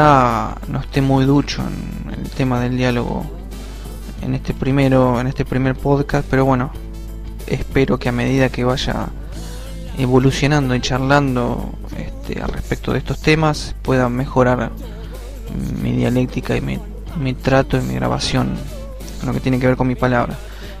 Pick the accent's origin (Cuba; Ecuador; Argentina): Argentina; cuando empecé a estudiar la materia, que era informática en sociedad acá en mi país, en Argentina